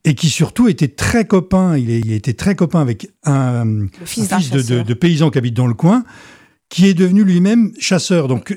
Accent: Grand Est, France; ça pourrait très bien se passer chez nous en Lorraine, hein, ou dans plein d'autres régions.

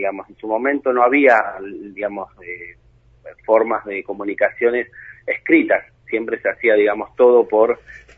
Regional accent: Argentina; No, yo soy, digamos, somos causalmente vietnamitas, sí. Somos argentinos, vietnamitas, sí.

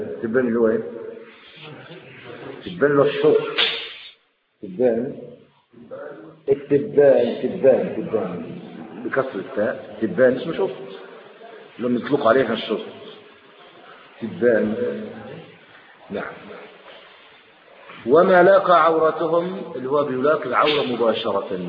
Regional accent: Egypt; افضل الفرع عندنا في مصر واخر

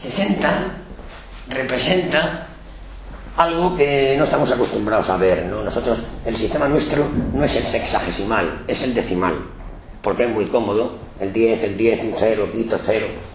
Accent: Galicia, Spain; por lo menos en mi tierra, en Galicia lo venden en una farmacia

